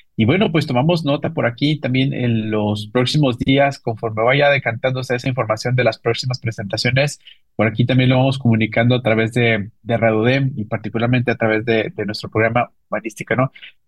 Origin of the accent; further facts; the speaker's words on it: Mexico; da buena respuesta también a quiénes somos nosotros como mexicanos